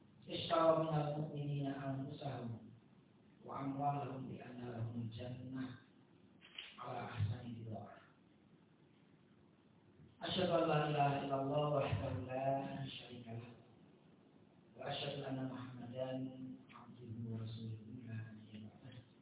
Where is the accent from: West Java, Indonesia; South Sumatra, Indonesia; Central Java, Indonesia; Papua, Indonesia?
Central Java, Indonesia; Polokarto; tapi sebenarnya saya dari Bimbing, Polokarto, Sukoharjo.